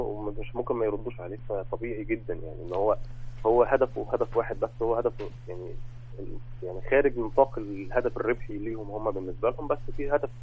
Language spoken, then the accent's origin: Arabic; Egypt; يعني أنا كشاب مصري شايف كل ده قدامي